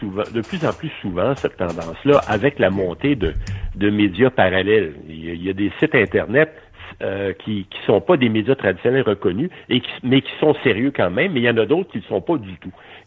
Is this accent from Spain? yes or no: no; Quebec City, Quebec, Canada; Puis d'ailleurs, je suis originaire de Québec.